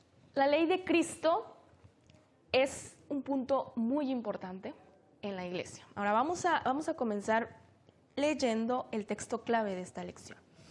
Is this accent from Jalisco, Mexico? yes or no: no; Zacatecas, Mexico; soy del estado de Zacatecas